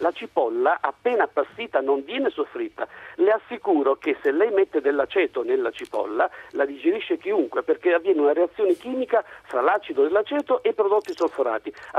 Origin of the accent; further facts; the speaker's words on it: Sicily, Italy; moved away; sono un siciliano che vive qui da 30-40 anni, mettiamo